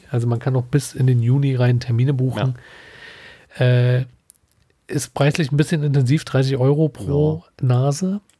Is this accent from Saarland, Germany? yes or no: no; Berlin, Germany; Ich bin in Schöneweide groß geworden.